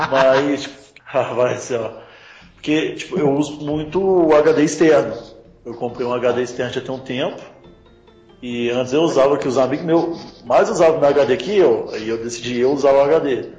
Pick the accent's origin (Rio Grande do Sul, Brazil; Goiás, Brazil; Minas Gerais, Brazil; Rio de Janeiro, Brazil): Minas Gerais, Brazil; Eu não sou gaúcho, eu sou mineiro.